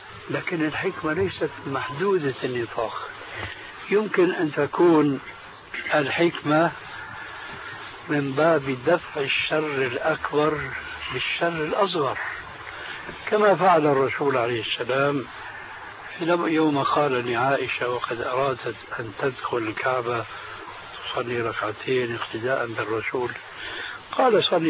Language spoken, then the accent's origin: Arabic; Syria; كما يقولون عندنا في الشام